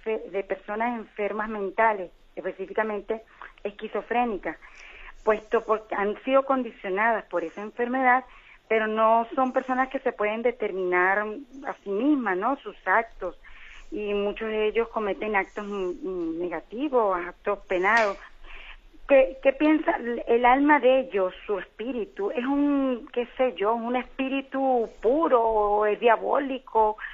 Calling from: Canary Islands, Spain; de Gran Canaria.

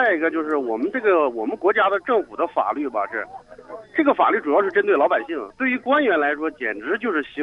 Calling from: Shandong, China; 我是从山东打来的。

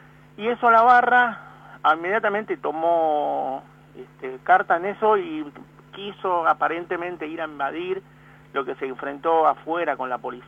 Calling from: Villa Devoto, Buenos Aires, Argentina; de Villa Devoto, Floresta.

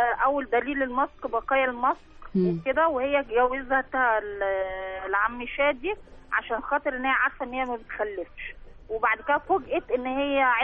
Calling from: Cairo, Cairo Governorate, Egypt

